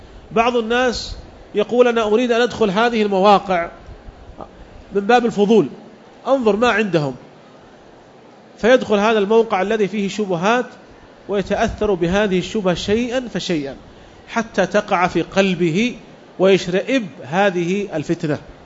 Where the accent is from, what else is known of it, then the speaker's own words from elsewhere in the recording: Saudi Arabia; وعندنا في المملكة العربية السعودية تجربة في هذا